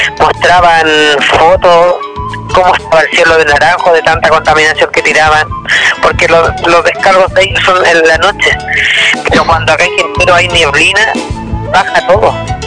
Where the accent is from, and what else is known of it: Quintero, Valparaíso, Chile; born or raised there